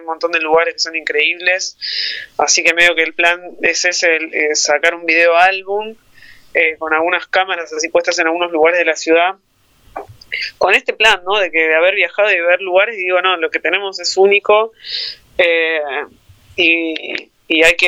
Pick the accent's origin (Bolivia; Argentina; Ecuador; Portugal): Argentina; Berisso, Buenos Aires Province; yo cuento que soy de Berisso